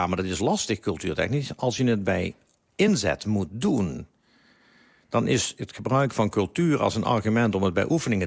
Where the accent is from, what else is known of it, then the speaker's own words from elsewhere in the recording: Netherlands; Dat wij misschien als Nederlander iets meer naar voren hangen.